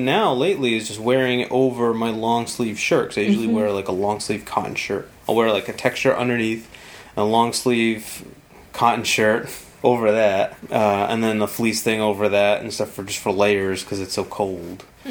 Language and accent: English; Colorado, United States; Growing up in Colorado, I'd rather run in snow than rain.